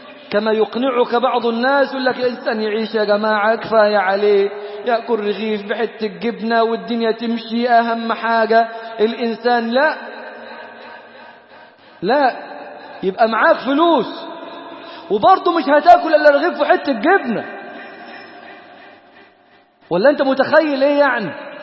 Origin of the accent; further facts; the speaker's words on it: Damietta, Damietta Governorate, Egypt; انا من دمياط، زكاة في دمياط